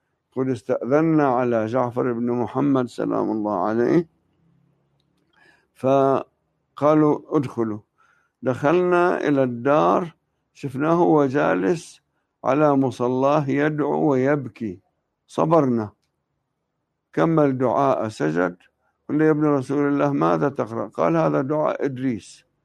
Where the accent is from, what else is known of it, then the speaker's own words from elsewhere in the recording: Tebnine, Nabatieh Governorate, Lebanon; في الجبل كانت قلاع قليلة، والمعروف منها قلعة تبنين، هذه هي قريتنا